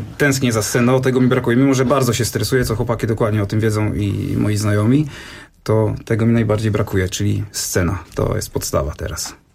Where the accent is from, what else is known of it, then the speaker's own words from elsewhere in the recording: Masovian Voivodeship, Poland; moved away; Bo ja pochodzę spod Ciechanowa, tam zaczęło się od bluesa, można powiedzieć. Przeprowadziłem się do Tczewa.